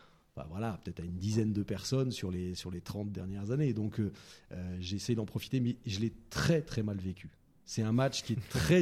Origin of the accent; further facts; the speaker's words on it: Saint-Étienne, Auvergne-Rhône-Alpes, France; Je suis né à Saint-Étienne. Et donc, là-bas, ben, on vivait et on vit toujours football.